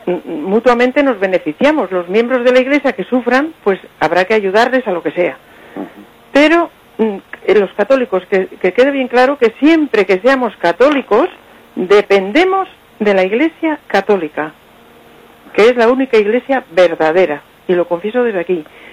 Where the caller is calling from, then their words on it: Potes, Cantabria, Spain; de Potes.